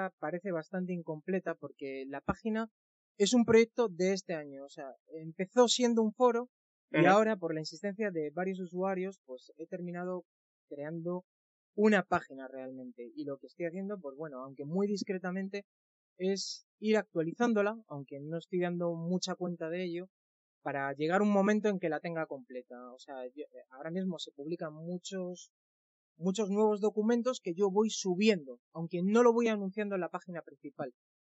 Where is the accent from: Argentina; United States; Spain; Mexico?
Spain; Alcobendas, Community of Madrid; Pues soy de Madrid, de una localidad al norte llamada Alcobendas.